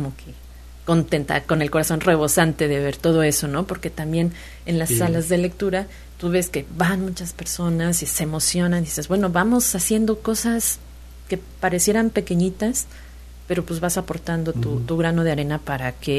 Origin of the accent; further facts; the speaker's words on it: Mexico; como sociedad, como mexicanos, no nos preocupamos por el otro.